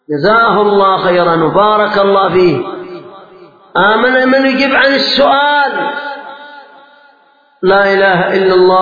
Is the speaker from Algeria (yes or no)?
no; Yemen; صلاة العصر كانت عندنا في اليمن قد تركت في وقتها